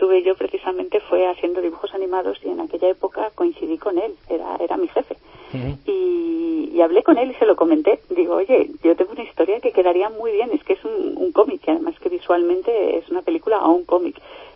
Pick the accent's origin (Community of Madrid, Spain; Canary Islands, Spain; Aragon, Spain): Community of Madrid, Spain; Madrid; Yo soy de Madrid, la conozco muy bien desde pequeñita